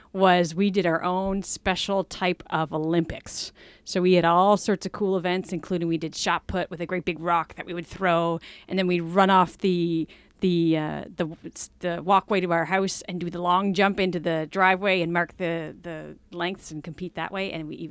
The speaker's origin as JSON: {"language": "English", "town": "Lake Echo", "region": "Nova Scotia", "country": "Canada", "tie": "born or raised there", "said": "Martin Lake Drive, which is in Lake Echo, Nova Scotia, which is probably about 15 minutes outside of Dartmouth, Halifax area. Now, when I grew up on Martin Lake Drive, we were at the top of a hill"}